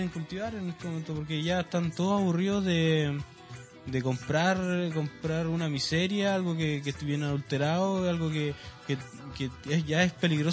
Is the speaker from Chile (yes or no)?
yes; Calama, Antofagasta, Chile; now in Iquique, Chile; yo no soy quiqueño, yo vengo de Calama. Yo llegué acá a estudiar